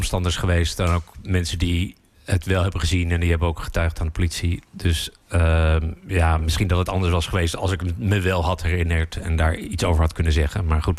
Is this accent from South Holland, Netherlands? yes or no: yes; The Hague, South Holland, Netherlands; ja, ik ben dubbel Hagenees.